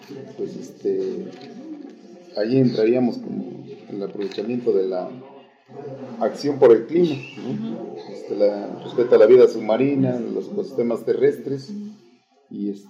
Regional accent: Mexico; pues como mexicanos, yo creo que a veces si no nos coaccionan tampoco nos gustan hacer las cosas por conciencia

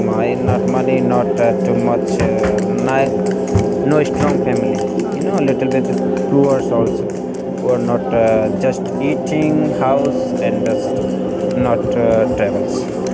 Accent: Mexico; English is a second language; So we are from Mexico.

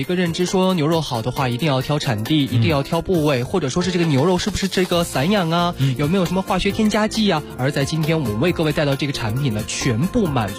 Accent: Inner Mongolia, China; 其实我自己是内蒙人

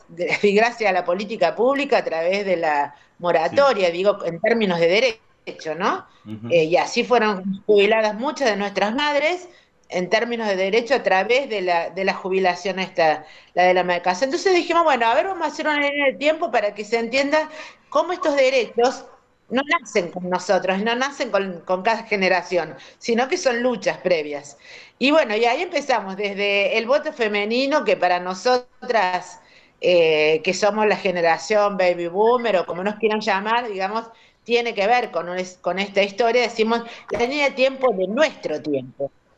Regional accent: Córdoba, Argentina; de Córdoba.

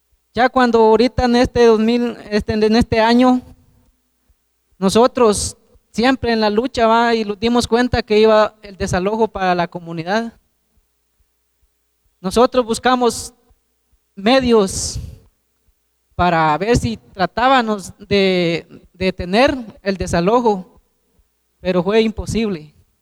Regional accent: Guatemala; somos legítimos guatemaltecos

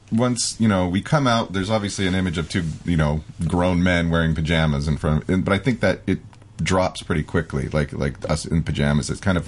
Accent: Albuquerque, New Mexico, United States; We grew up in Albuquerque, New Mexico

